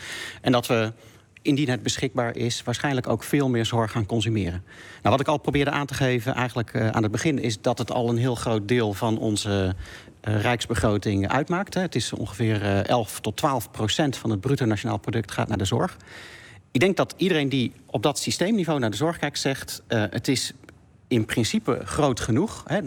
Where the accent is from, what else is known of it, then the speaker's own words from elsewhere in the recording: North Brabant, Netherlands; Nou, ik ben in Brabant opgegroeid.